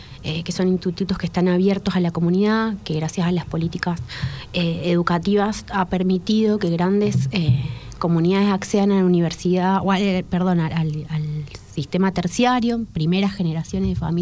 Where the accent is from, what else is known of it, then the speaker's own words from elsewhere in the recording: Maipú, Mendoza, Argentina; yo vengo de Mendoza, nací en Maipú, ahí en la Ruta del Buen Vino.